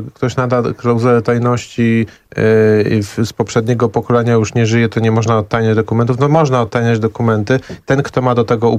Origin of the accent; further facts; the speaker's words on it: Masovian Voivodeship, Poland; Wołomińskiego. Powiat Wołomiński jest ziemią cudu nad Wisłą.